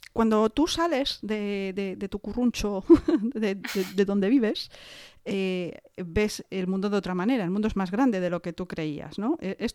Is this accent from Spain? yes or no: yes; Galicia, Spain; ¿Qué gallego es eso? Eso es muy de mi tierra.